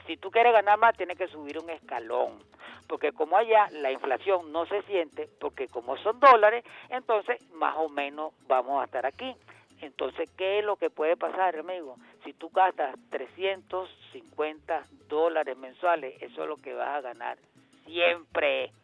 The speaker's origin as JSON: {"language": "Spanish", "country": "Venezuela", "said": "Venezuela es una sola y somos venezolanos."}